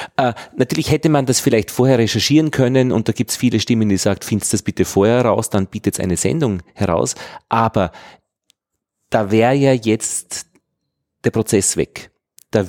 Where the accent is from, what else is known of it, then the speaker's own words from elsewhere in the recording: Austria; dann könnte ich dem sagen als Österreicher